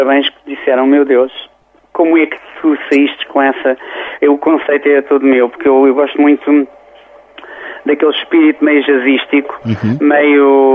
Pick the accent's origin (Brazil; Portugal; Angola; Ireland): Portugal; Loulé, Faro; como eu sou de Loulé.